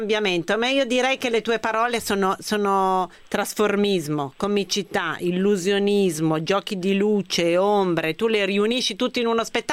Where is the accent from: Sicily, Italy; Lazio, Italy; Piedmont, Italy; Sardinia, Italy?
Piedmont, Italy; Turin; io sono torinese